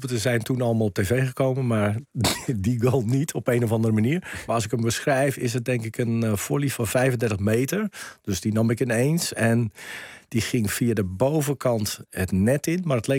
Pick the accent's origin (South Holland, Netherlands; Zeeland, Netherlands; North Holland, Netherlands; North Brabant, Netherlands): South Holland, Netherlands; Ik ben opgegroeid in het Rotterdamse.